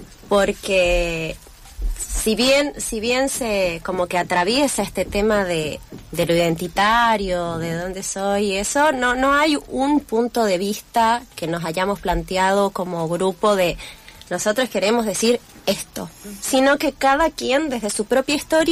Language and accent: Spanish; Mexico; born there; estuve 8 años tratando de que me clavaran ahí que había nacido en México